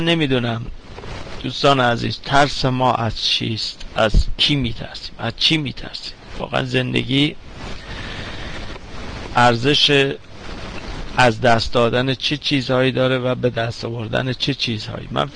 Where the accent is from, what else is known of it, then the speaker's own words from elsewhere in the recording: Iran; من به عنوان یه ایرانی